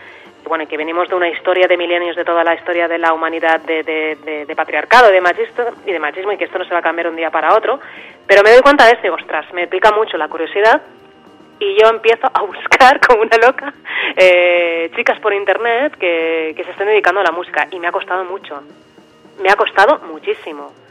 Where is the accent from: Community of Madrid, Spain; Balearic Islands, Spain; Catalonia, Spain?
Catalonia, Spain; Barcelona; de Barcelona, y hace muchísimos años que me dedico a la fotografía